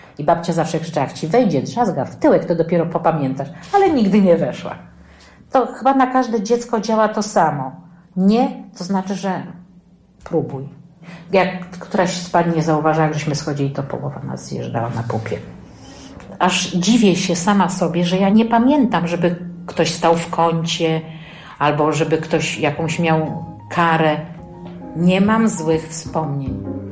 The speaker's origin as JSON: {"language": "Polish", "town": "Sulejówek", "region": "Masovian Voivodeship", "country": "Poland", "tie": "born or raised there", "said": "ja jestem z Sulejówka, urodziłam się w Sulejówku, nie w Warszawie."}